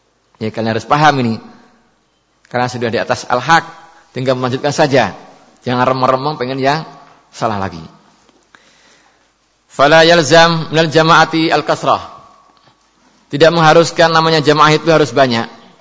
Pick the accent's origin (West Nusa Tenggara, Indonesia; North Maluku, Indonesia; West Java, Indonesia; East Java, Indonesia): West Java, Indonesia; Saya ini orang Sunda, beda.